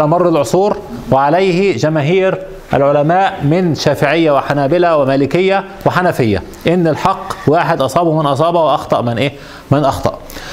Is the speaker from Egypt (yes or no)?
yes; Egypt; عندنا في مصر يضعون صليب